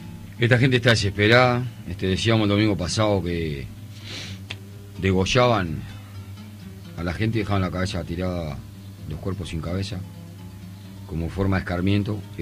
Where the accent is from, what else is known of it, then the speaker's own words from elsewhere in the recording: Uruguay; Este, como siempre digo, apenas hablo en uruguayo.